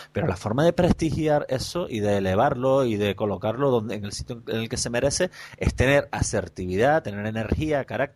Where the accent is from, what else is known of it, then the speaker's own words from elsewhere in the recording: Canary Islands, Spain; por hablar como lo que somos, como gente que somos de Canarias